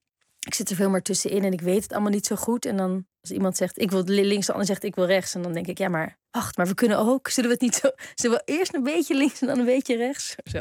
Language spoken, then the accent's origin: Dutch; Netherlands; toen ik opgroeide hadden we in Nederland 1, 2 en 3.